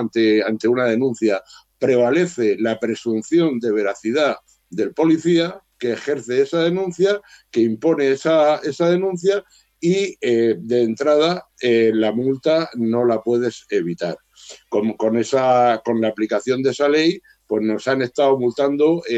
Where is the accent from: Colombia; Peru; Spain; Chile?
Spain; Murcia, Region of Murcia; Sabéis que yo soy de Murcia, y aquí en Murcia hemos tenido una lucha vecinal muy importante